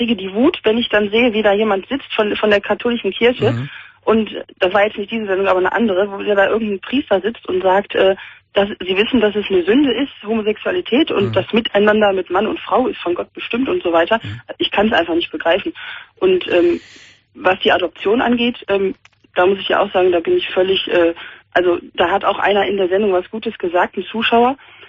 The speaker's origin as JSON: {"language": "German", "town": "Cologne", "region": "North Rhine-Westphalia", "country": "Germany", "said": "ich komme ja auch aus Köln"}